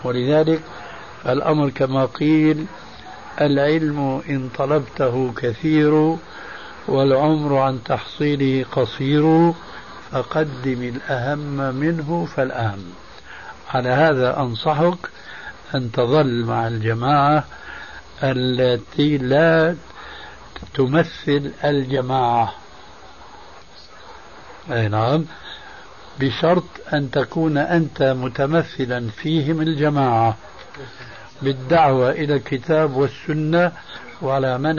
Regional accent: Syria; كما يقولون عندنا في سوريا

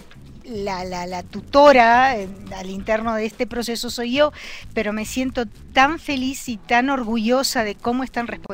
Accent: Argentina; A mi museo, qué bárbara, como buena argentina, a nuestro museo.

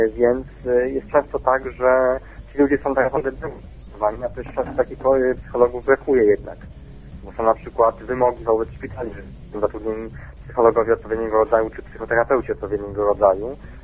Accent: Warsaw, Masovian Voivodeship, Poland; Ale jestem z Warszawy.

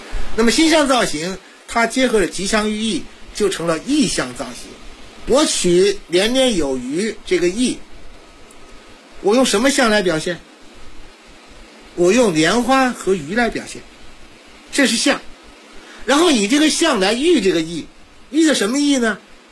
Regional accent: China

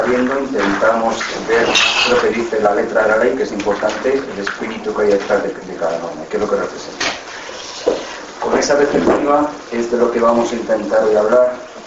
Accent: San Sebastián, Basque Country, Spain; now in Madrid, Spain; soy abogado, aunque soy de Donosti, en Chaurrondo, llevo muchos años en Madrid y acabé la carrera allí en Madrid y ejerzo ahí.

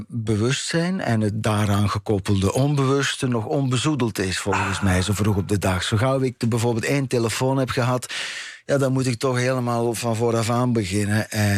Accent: Ghent, East Flanders, Belgium; now in Netherlands; maar ik kom dus inderdaad uit Gent en ik ben rond 11:00 vanochtend vertrokken.

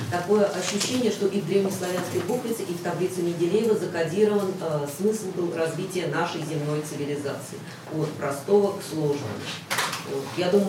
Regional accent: Moscow, Russia; я из Москвы.

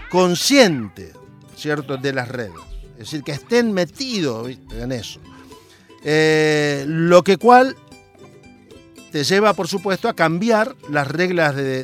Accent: interior, Argentina; now in Buenos Aires, Argentina; cuando mi familia, como muchos argentinos, tuvimos que emigrar por trabajo de mi padre, del interior de Argentina a rumbo a dónde, a la capital federal, a Buenos Aires

